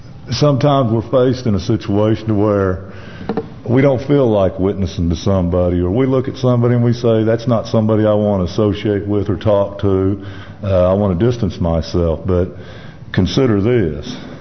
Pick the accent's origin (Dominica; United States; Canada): United States; Tulsa, Oklahoma; As he said … I'm from Tulsa, Oklahoma, and here to give my testimony.